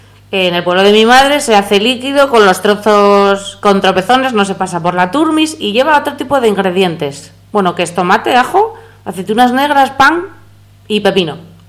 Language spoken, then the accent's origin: Spanish; Asturias, Spain; born there; yo soy asturiana de nacimiento, de padre asturiano y madre toledana.